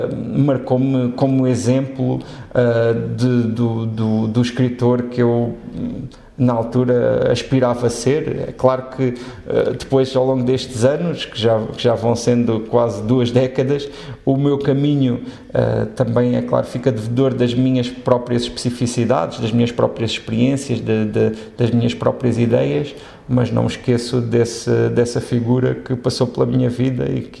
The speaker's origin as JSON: {"language": "Portuguese", "country": "Portugal", "said": "É esta reflexão identitária que, enquanto portugueses, acho que devemos fazer"}